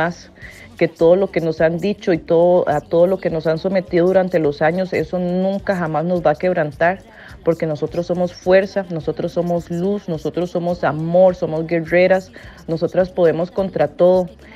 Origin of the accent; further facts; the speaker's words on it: Jicaral, Puntarenas, Costa Rica; Yo soy afrodescendiente, mi papá es de Limón, pero yo me crié con mi familia en Punta Arenas, en Jicaral de Punta Arenas, que es al otro lado como el Golfo.